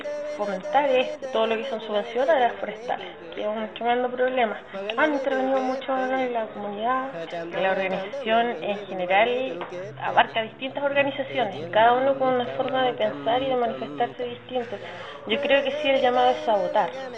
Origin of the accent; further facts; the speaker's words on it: Nueva Imperial, Araucanía, Chile; soy de territorio de la Araucanía, específicamente la ciudad Nueva Imperial